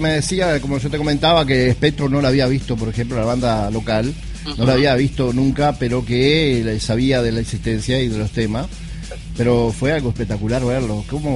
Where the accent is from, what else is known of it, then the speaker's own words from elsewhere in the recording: Salto, Uruguay; Y más nosotros que somos salteños